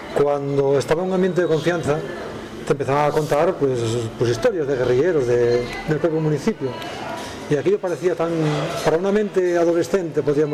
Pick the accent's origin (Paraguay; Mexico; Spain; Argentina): Spain; Sotrondio, Asturias; soy de Sotolondio. Y eso es la cuna del movimiento guerrillero. Sotolondio, el concejo de San Martín de Río Aurelio, fue de los municipios de Asturias donde la guerrilla tuvo más repercusión.